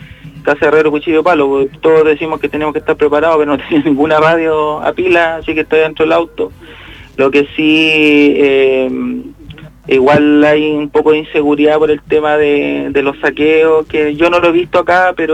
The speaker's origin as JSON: {"language": "Spanish", "town": "Santiago", "region": "Santiago Metropolitan", "country": "Chile", "lives_now": "Alto Hospicio, Chile", "said": "yo soy santiaguino, llevo años acá, tengo mi familia acá, todo acá. Por suerte me pilló acá abajo, yo vivo en hospicio"}